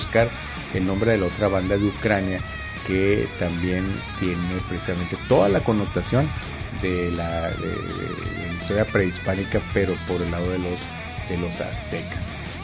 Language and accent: Spanish; Mexico; O sea, uno como mexicano, al menos en lo particular, pues uno le da gusto, ¿no?